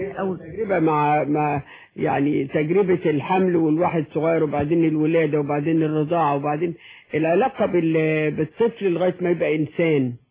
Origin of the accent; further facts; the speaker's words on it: Mansoura, Dakahlia, Egypt; moved away; also born or lived in Cairo; لما سكننا في الحلمية لما جينا من المنصورة وسكننا في الحلمية كنا دايما نمشي الحتة دي